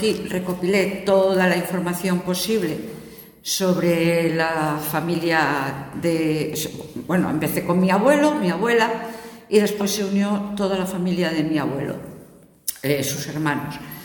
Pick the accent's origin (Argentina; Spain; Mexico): Spain; Gijón, Asturias; also born or lived in Ribadesella; Nací en Ribadesella, por si queréis algún dato así más aquello, pero desde que tenía 2 años llevo viviendo en Gijón.